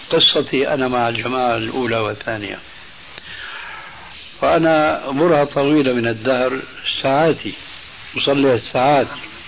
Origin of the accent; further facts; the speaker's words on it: Damascus, Damascus Governorate, Syria; وأنا ربيت في دمشق